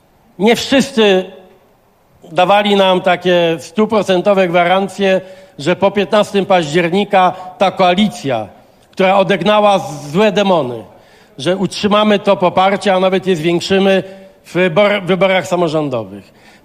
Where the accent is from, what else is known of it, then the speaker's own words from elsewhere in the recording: Gdańsk, Pomeranian Voivodeship, Poland; born there; now in Sopot, Poland; jako gdańszczanin, mieszkaniec Sopotu, ale gdańszczanin z urodzenia